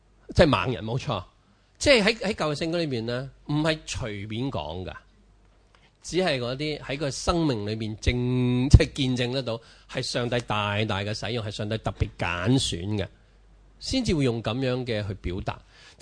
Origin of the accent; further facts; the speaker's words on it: China; 我哋中國人好慣噶啦